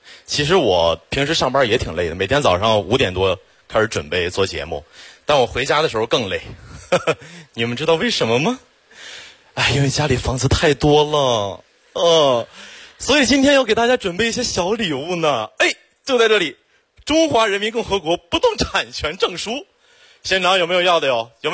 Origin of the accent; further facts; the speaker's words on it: Xiong'an, Hebei, China; 土生土长的雄安人，从小在那长大